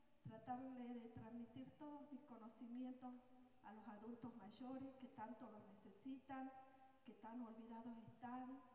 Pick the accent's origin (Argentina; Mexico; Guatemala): Argentina; Salta; Yo soy de aquí, de Salta, hermana de César.